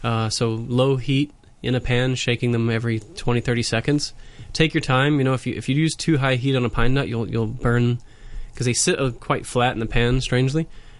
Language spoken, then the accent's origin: English; United States; You know, as an American, it's usually mayonnaise-based